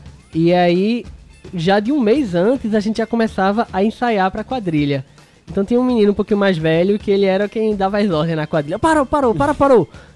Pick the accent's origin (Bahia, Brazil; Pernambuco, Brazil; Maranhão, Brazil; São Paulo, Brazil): Pernambuco, Brazil; Olinda; Não, sou de Olinda.